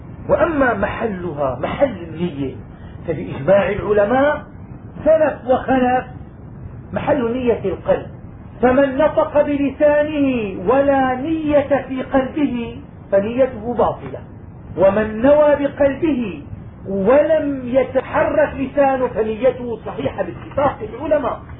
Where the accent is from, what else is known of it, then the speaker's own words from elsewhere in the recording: Damascus, Damascus Governorate, Syria; عندنا في دمشق الناس في شهر رمضان زمان لما كنا صغار